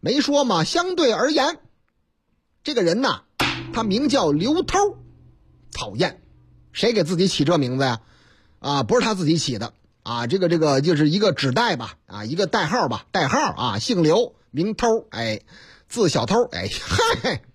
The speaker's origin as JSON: {"language": "Chinese", "town": "Zhengzhou", "region": "Henan", "country": "China", "tie": "born or raised there", "said": "你听这个口音还听不出来吗？我老家河南郑州，啊，不是我那个唯一的老家，哎，我老家多"}